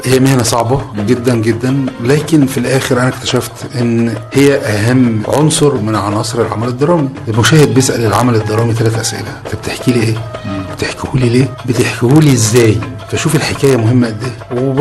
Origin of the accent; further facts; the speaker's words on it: Egypt; يعني احنا مثلا كمصريين ما بندرسش دراما في مدرسة